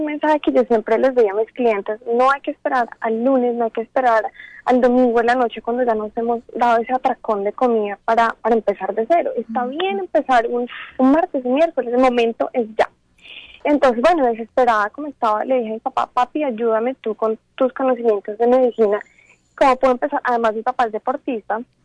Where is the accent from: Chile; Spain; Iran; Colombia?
Colombia; Fue un año exactamente en Estados Unidos. Yo soy de Colombia. Al regresar a Colombia